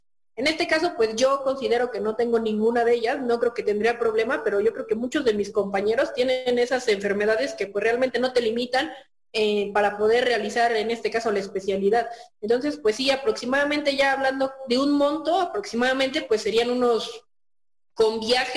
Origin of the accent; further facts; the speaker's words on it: State of Mexico, Mexico; now in Pachuca, Mexico; soy médico general, soy originaria del Estado de México, pero actualmente radico en la ciudad de Pachuca.